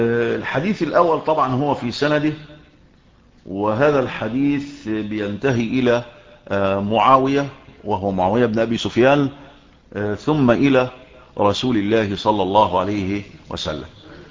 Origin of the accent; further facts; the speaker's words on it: Shubra, Cairo Governorate, Egypt; مين، يقول لك القاهري، او يقال الشبراوي، لان انا من مواليد شبرا ومتربي في شبرا